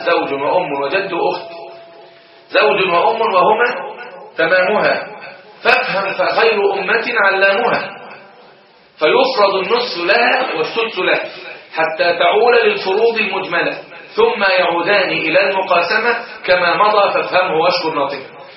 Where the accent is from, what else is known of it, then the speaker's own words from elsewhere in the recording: Egypt; القضاء الشرعي عندنا في مصر يقضي في الاسر بان الجد شريك للاخوه وليس حاجبا لهم